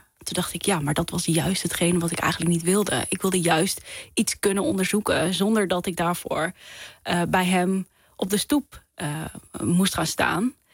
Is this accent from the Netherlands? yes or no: yes; Netherlands; ik ben half Nederlands, half Koerdisch, maar ik ben opgegroeid als een Nederlander, hoor. Ik ben echt helemaal verkaasd